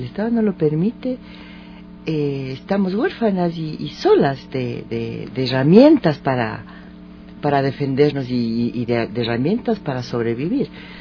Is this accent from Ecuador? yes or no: yes; Ecuador; No somos Argentina, somos de Ecuador.